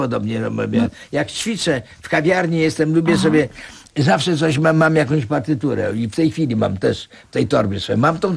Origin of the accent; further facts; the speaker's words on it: Grodno, Grodno Region, Belarus; Urodziłem się w Grodnie. Ale ponieważ to było, należało nie do Polski, tak. To mówiłem, że my z Grodna.